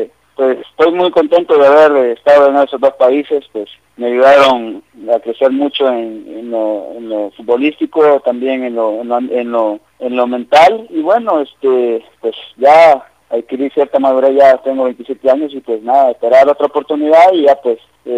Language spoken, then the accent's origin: Spanish; El Salvador; pues uno siempre como salvadoreño siempre está dispuesto a colaborar